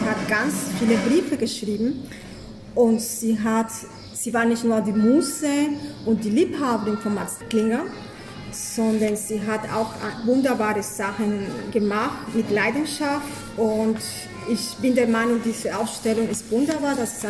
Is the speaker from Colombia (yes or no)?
yes; Colombia; German is a second language; now in Germany; vengo de Colombia. Ich komme aus Kolumbien